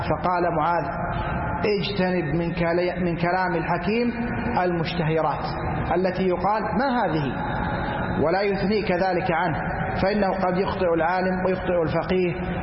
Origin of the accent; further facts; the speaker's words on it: Saudi Arabia; أما نحن ولله الحمد في بلادنا المملكة العربية السعودية